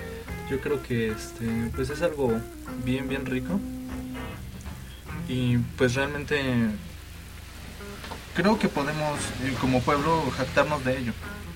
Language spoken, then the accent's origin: Spanish; Mexico; Somos orgullosamente mexicanos, no como en otros países